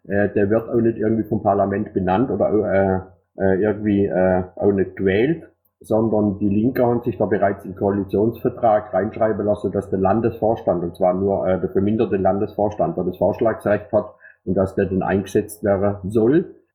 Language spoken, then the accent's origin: German; Thuringia, Germany; Nee, ich bin aus Thüringer. Nicht am Dialekt festmache, ich bin aus Thüringer.